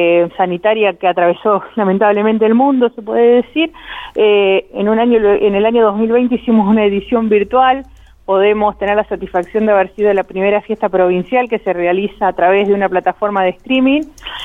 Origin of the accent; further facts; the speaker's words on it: Arata, La Pampa, Argentina; yo nací acá en Arata, fui alumna del colegio que organiza la fiesta